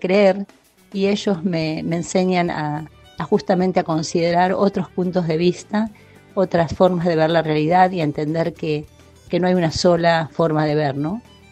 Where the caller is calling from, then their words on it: Las Flores, Buenos Aires Province, Argentina; soy de Las Flores